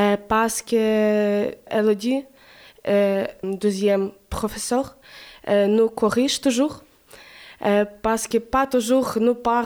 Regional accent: Ukraine; French is a second language; moved away as an adult; also born or lived in Poland; now in France; je suis ukrainienne. Je viens d'Ukraine en mars 2022, mais avant j'habite en Pologne. En France, j'arrive en août 2002.

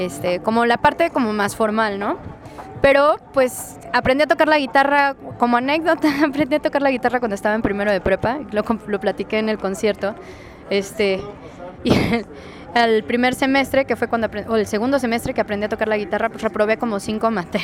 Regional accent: Costa Rica; born or raised there; also born or lived in Mexico City

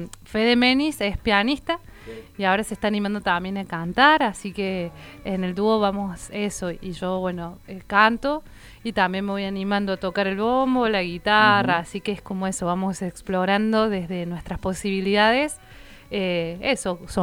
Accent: Argentina; como contando historias que nos atraviesan como argentinos y argentinas

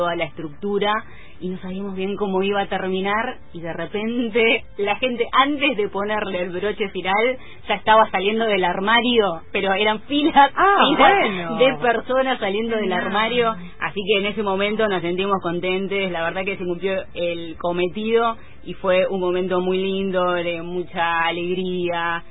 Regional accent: Comodoro Rivadavia, Chubut, Argentina; Sí, en Comodoro Rivadavia, mi ciudad natal.

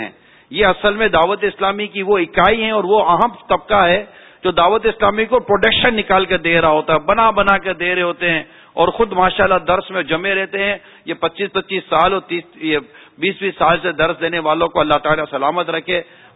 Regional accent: Karachi, Sindh, Pakistan; میں اپنے علاقے میں خارا در واپس گیا ہوں

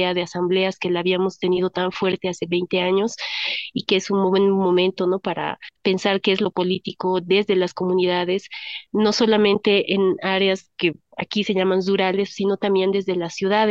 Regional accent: Bolivia; creo que teníamos una imagen como bolivianos, tal vez bolivianas, a través de los medios

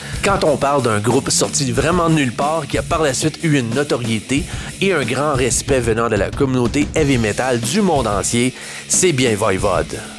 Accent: Canada; On termine ce bloc de métal venu de chez nous au Canada

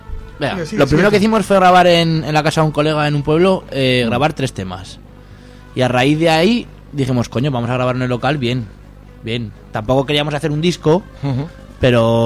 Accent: Zaragoza, Aragon, Spain; Joder, que somos de Zaragoza

